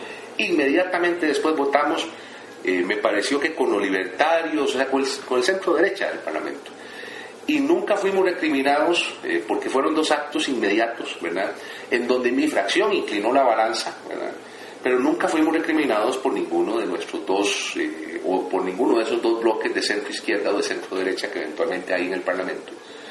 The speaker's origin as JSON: {"language": "Spanish", "country": "Costa Rica", "said": "nos encontramos como buenos ticos que somos todos"}